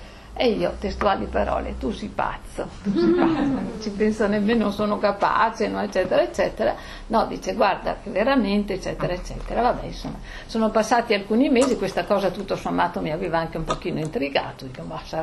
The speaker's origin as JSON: {"language": "Italian", "town": "Trento", "region": "Trentino-Alto Adige", "country": "Italy", "tie": "born or raised there", "also_born_or_lived": "Romagna / Trieste", "said": "sono di genitori veneti, sono nata in Romagna, poi vabbè, insomma, siamo con la famiglia andati a Trento, poi io i primi anni di matrimonio li ho passati a Trieste, mio marito è di madre slovena e di padre siciliano, quindi a Trento io vivo benissimo, mi trovo bene, però non mi sento trentina."}